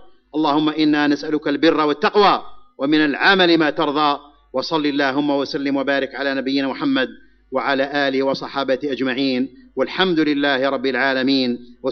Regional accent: Algeria; فنحمد الله على ما نحن فيه في بلدنا الجزائر من الأمن والإيمان والاستقرار

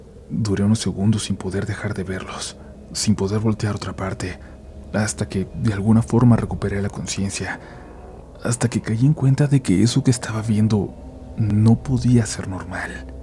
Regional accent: Iztapalapa, Mexico City, Mexico; Yo soy oriundo de Iztapalapa, para ser más preciso, de la zona del Cerro de la Estrella

